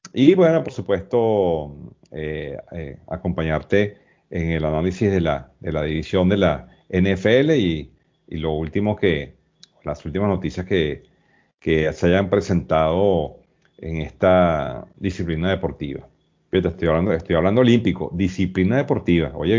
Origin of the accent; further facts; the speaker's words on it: Venezuela; para mí como venezolano